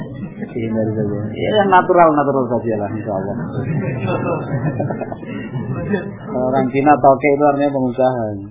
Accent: Java, Indonesia; kalau kita orang Jawa bilang bebek gitu

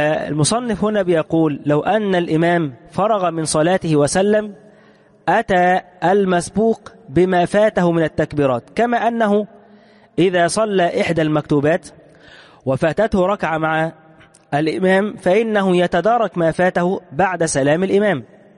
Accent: Egypt; خصوصا عندنا في مصر هنا

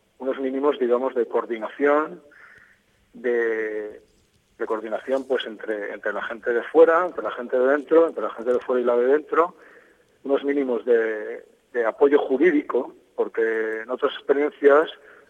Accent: Valencia, Valencian Community, Spain; Y bueno, soy de Valencia.

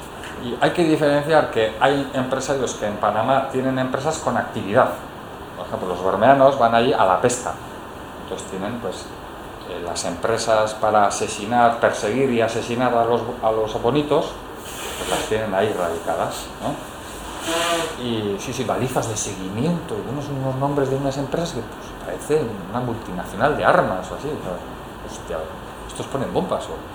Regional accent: Bakio, Basque Country, Spain; Yo soy de Baquio.

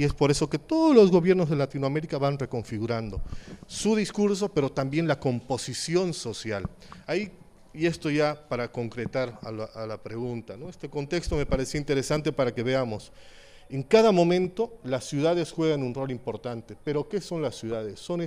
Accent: Bolivia; somos bolivianos y por lo tanto Bolivia no es solamente el que tiene el nombre

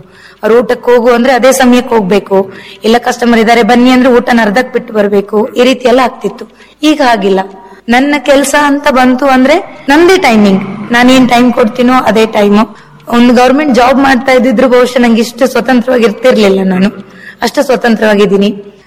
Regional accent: Murudeshwar, Karnataka, India; ನನ್ನ ಊರಲ್ಲಿ, ನನ್ನ ಊರು ಮುರುಡೇಶ್ವರ, ಮುರುಡೇಶ್ವರ ಬಸ್ತಿಯಲ್ಲಿ.

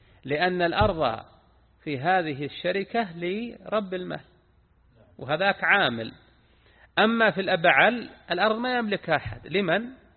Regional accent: Al-Qassim, Saudi Arabia; هذا وجد عندنا، نعم عندنا في القصيم وجد من يقضبون الملك بالربع ثلاثة أرباع

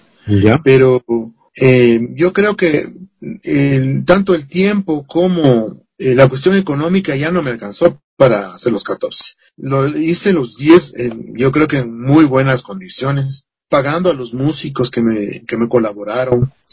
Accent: Ecuador; pero nuestros instrumentos tradicionales como ecuatorianos se han ido perdiendo

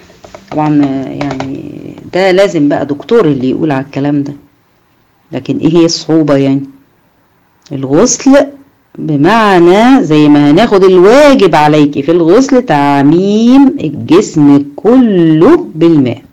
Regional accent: Egypt; احنا هنا ما اكثر التراب عندنا في مصر

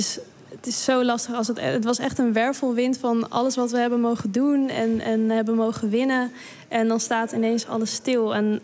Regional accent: Krommenie, North Holland, Netherlands; Want ik kom zelf uit Krommenie.

